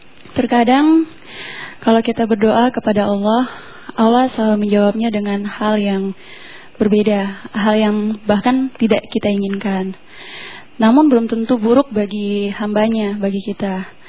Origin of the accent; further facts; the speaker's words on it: Makassar, South Sulawesi, Indonesia; asli dari Makassar.